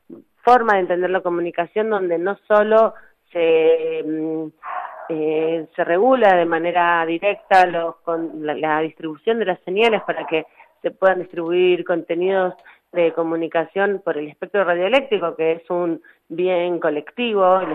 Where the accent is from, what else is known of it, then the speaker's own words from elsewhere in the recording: Argentina; Nosotros, como sociedad argentina, hemos trabajado muchísimo y somos una sociedad muy activa en el proceso de demandar el cumplimiento de los derechos.